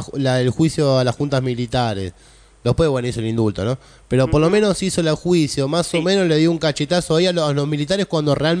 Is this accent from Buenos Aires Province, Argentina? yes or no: yes; Moreno, Buenos Aires Province, Argentina; vos decís el conurbano, yo soy de Moreno. Bueno, Moreno es el distrito número uno de gatillo fácil y trata de blanca, ¿no?